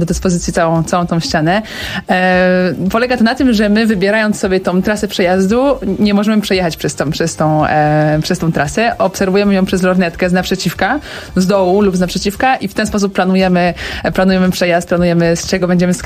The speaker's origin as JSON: {"language": "Polish", "town": "Łódź", "region": "Łódź Voivodeship", "country": "Poland", "said": "jestem łodzianką"}